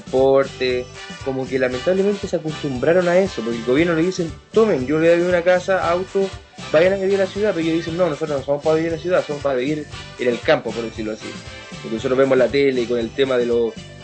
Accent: Chile; Bueno, principalmente era llamativo mi acento, porque sabían que yo era extranjero, y me preguntaba dónde era. Yo le decía de Chile.

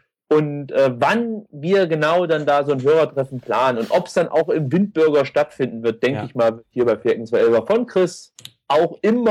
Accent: East Germany, Germany; Ja, ich komme aus dem Osten, wir sagen Liche.

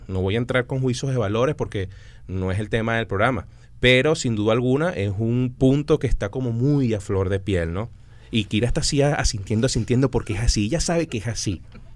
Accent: Venezuela; en los tiempos que actualmente vivimos como venezolanos

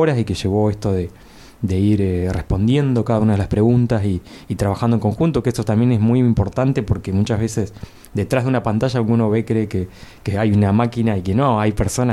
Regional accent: La Adela, La Pampa, Argentina; Particularmente yo vengo de La Adela y tengo Río Negro pegadito

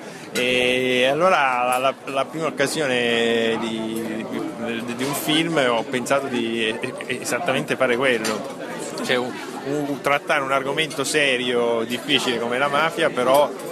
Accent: Palermo, Sicily, Italy; essendo palermitano, forse ho meno paure nel farlo

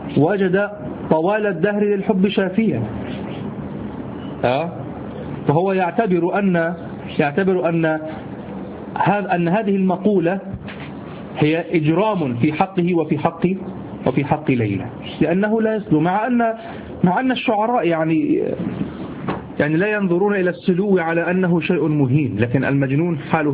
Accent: Egypt; عندنا في مصر

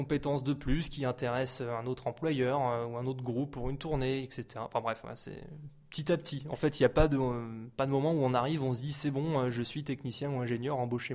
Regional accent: Montargis, Centre-Val de Loire, France; now in Orléans, France; j'ai déménagé sur Orléans pour ça, en fait, parce que je suis originaire de Montargis initialement.

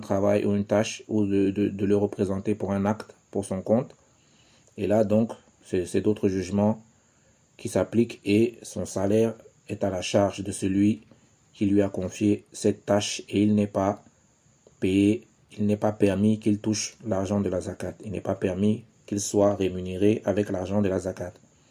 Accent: Cameroon; ici chez nous au Cameroun

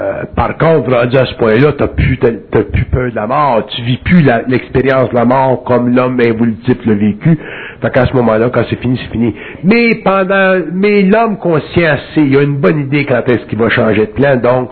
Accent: Quebec, Canada; je viens du Canada québécois, ou du Canada

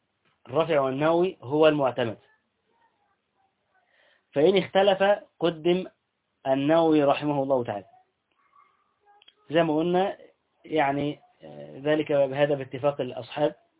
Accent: Egypt; عندنا في اهل مصر هنا، واحنا مصريين طبعا ام الدنيا

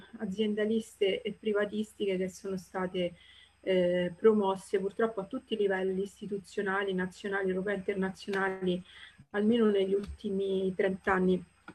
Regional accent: Rome, Lazio, Italy; Villa Panfili, per chi non la conosce, io sono romana

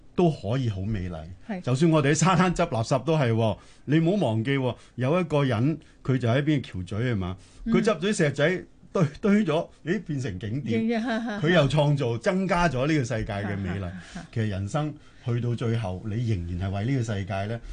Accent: China; 我哋中國人咧，幾千年都係農業文明。

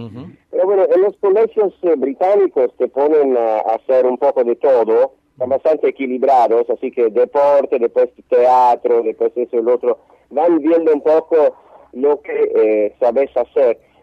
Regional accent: Rome, Lazio, Italy; Spanish is a second language; Cuando yo y Luca nacimos y crecimos en Roma

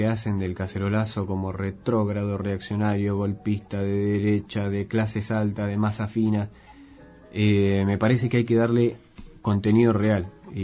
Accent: Punta Alta, Buenos Aires Province, Argentina; cerca de donde yo vengo, de Punta Alta. En Bahía Blanca también hubo manifestación y mucha gente. En mi ciudad también hubo, pero bueno, es un pueblo, no hubo tanto.

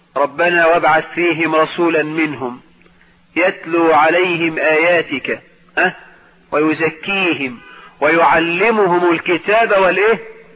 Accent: Egypt; بلدنا مصر

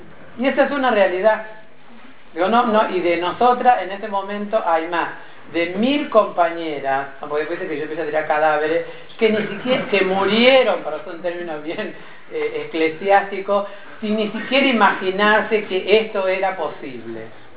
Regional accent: Tucumán, Argentina; somos provincianas, somos tucumanas, somos de las provincias

